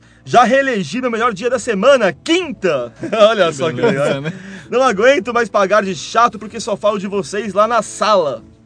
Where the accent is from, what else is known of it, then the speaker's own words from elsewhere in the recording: Varjota, Ceará, Brazil; Sou da cidade de Varjota.